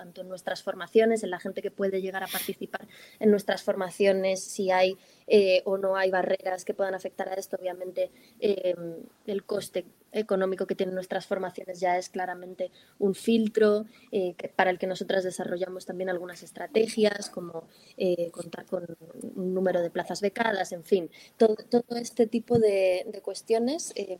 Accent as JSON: {"language": "Spanish", "country": "Spain", "said": "somos todas españolas"}